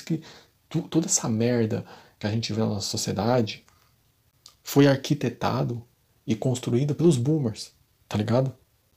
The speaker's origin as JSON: {"language": "Portuguese", "country": "Brazil", "said": "Nós que somos brasileiros não somos ocidentais, tá, pessoal?"}